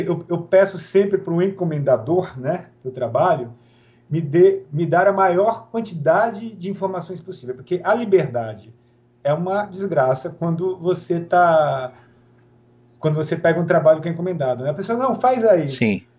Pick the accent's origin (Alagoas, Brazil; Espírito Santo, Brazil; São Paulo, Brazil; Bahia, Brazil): Bahia, Brazil; E eu sou preguiçoso, né? Porque eu sou baiano.